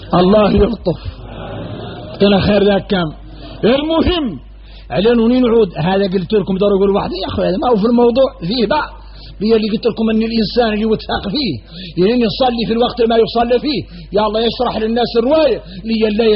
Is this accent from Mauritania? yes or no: yes; Mauritania; احنا موريتاني